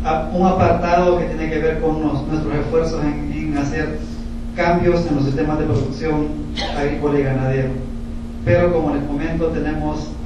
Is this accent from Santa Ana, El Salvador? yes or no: no; Chalatenango, El Salvador; de la Mancomunidad de la Montañona, de El Salvador y Chalatenango.